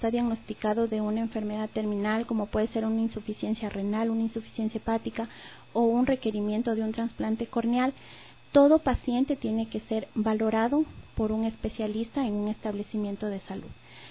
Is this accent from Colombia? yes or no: no; Ecuador; nosotros como personas, como ser humanos, como ecuatorianas y ecuatorianos